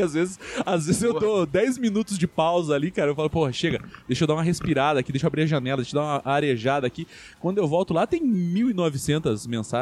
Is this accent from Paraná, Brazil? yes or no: yes; Curitiba, Paraná, Brazil; eu queria ser feliz, mas eu sou curitibano.